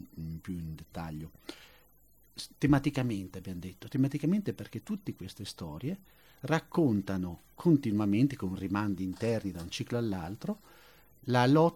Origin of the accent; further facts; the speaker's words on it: Bologna, Emilia-Romagna, Italy; vengo da Bologna